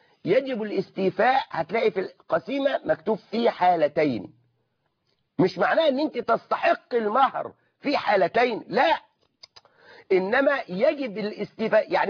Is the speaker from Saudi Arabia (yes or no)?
no; Egypt; أغلبنا نحن كمصريين بيجعل مقدما في الصداق ومؤخرا في الصداق